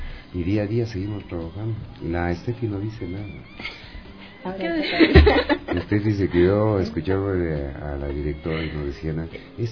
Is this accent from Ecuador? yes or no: yes; Ecuador; Esto es arte, esto es cultura, somos de Ecuador, se dan cosas importantes.